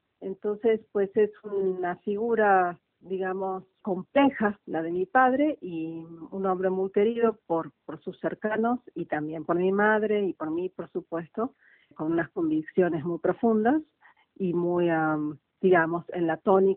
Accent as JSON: {"language": "Spanish", "region": "Córdoba", "country": "Argentina", "tie": "born there", "said": "yo nací en Argentina, en la provincia de Córdoba, en el año 66"}